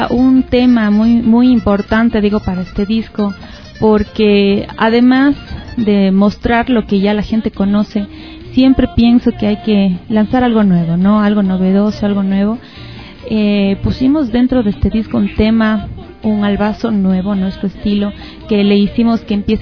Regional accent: Ecuador; que nos identifica como ecuatorianos

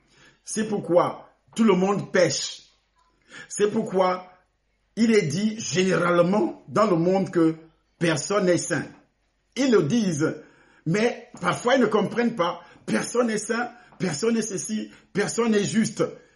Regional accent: Cameroon; Et parfois, c'est la guerre, c'est le sang qui coule, comme ce qui se passe chez moi au Cameroun.

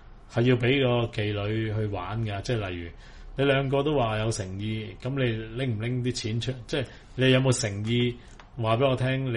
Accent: Hong Kong; 呢個 form 呢反而係我哋香港人嘅原創音樂欠缺咗

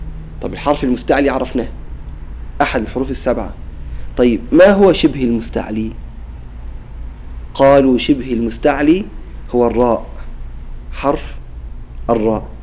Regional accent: Qena Governorate, Egypt; عندنا في الجنوب في محافظة قنا لما ينطقوا بحرف الطاء ينطقوا به بطريقة عجيبة

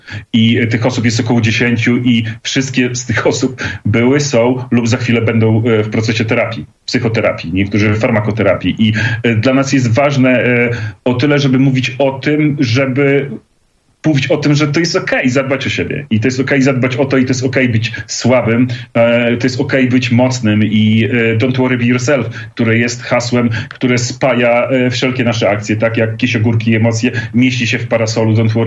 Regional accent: Podlaskie Voivodeship, Poland; jesteśmy ludkami spod Podlaskiej Puszczy albo nawet z Puszczy niektórzy

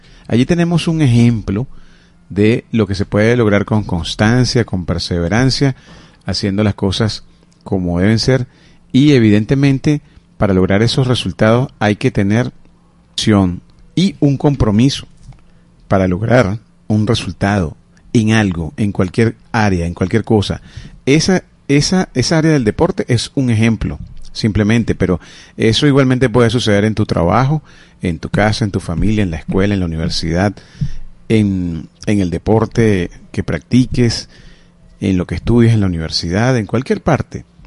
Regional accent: Venezuela; Todos somos de Venezuela y somos un solo pueblo.

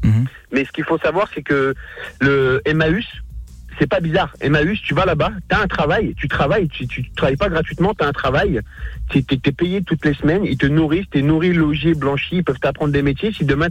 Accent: Hauts-de-France, France; je suis du Pas-de-Calais aussi, voilà, je suis près de Lens, je suis du Pas-de-Calais aussi

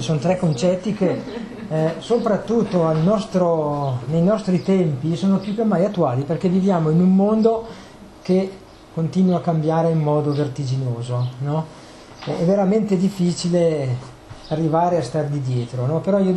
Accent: Trentino-Alto Adige, Italy; io vengo dalla Val di Fiemme, il cuore delle Dolomiti

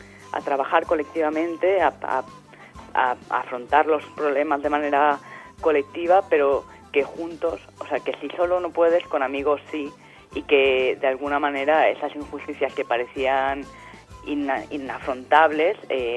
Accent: Valencia, Valencian Community, Spain; now in Barcelona, Spain; Sí, yo de hecho soy de Valencia y cuando llegué a Barcelona fue una de las cosas que más me sorprendió, ¿no?

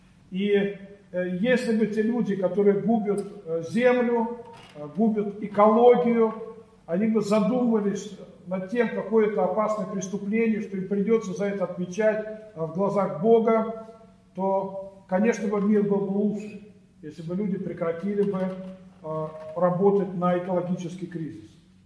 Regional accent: Orekhovo-Zuyevo, Moscow Oblast, Russia; Я вот сам родом из Орехово-Зуево, и там у нас в Подмосковье

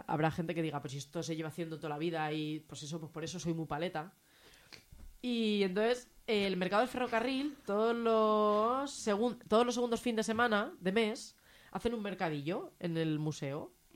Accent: Zaragoza, Aragon, Spain; Ah, pues yo soy de Zaragoza.

